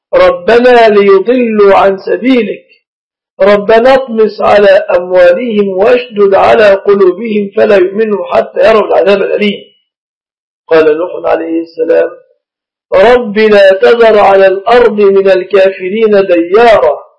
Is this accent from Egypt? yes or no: yes; Egypt; هذا النصيحة النساء في بلادنا مصر، بعض البلاد ليس كل مصر